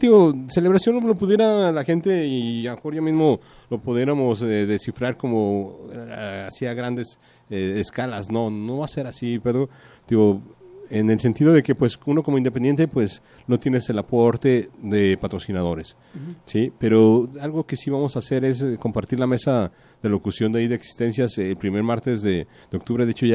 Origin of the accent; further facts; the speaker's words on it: Mexico; no te creas que uno como mexicano te permites esos logros